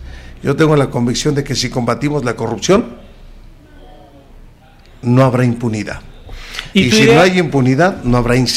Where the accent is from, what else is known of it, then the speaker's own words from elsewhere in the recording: Tlajomulco, Jalisco, Mexico; soy gente de campo, orgullosamente. Soy de Tlajomulco